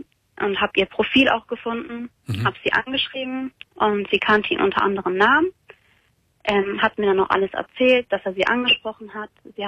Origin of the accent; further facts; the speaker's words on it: Germany; Ich bin Deutsche, ja, genau.